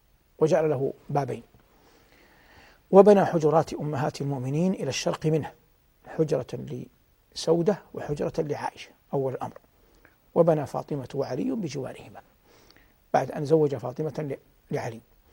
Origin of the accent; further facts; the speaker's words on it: Medina, Medina Province, Saudi Arabia; فهذا بعض مما قيل من آثار وذكر من أخبار في هذه المدينة المباركة، مدينتي